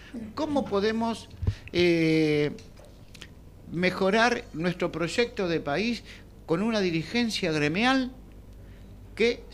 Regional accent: Argentina; Entonces yo pienso hoy como argentino

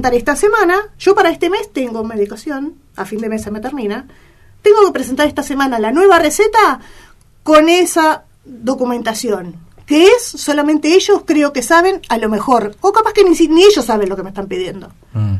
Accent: Argentina; iba a ser esa medicación que fabrica la Argentina, a ver, no estoy en contra de lo que se fabrica en mi país.

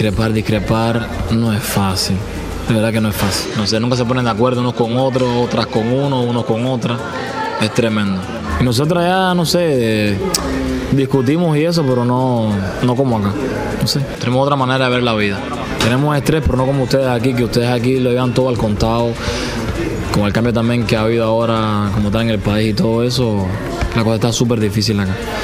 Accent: Cuba; now in Argentina; se lo digo yo que vengo de Cuba.

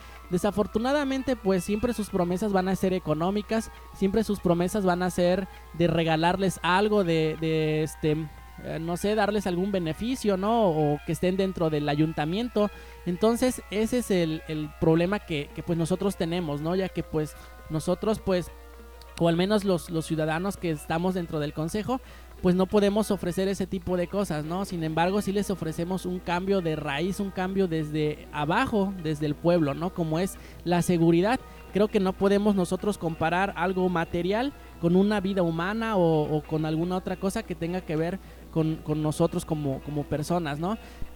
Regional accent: Tixtla, Guerrero, Mexico; los que somos de aquí de Tixla, pues bueno, sí nos debe de importar el municipio, ¿no?

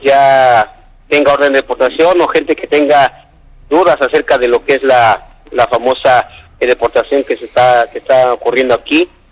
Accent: Mexico; now in United States; nosotros como mexicanos necesitamos hacer algo aquí de este lado para que se haga sentir en México

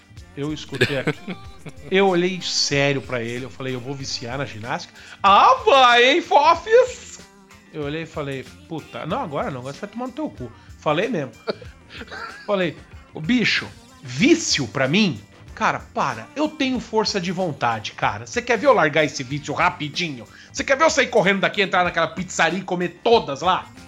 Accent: São Paulo, Brazil; born there; Não sei porque eu nasci em São Paulo, tinha que nascer no Rio Grande do Sul.

